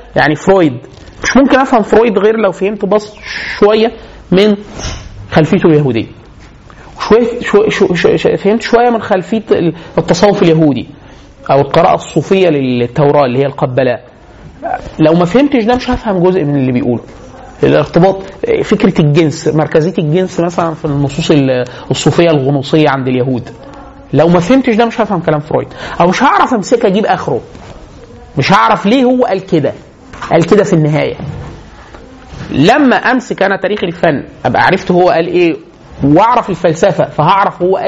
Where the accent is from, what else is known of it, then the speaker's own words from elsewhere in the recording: Egypt; وان كان مش مشهور عندنا في مصر او في المشرق عموما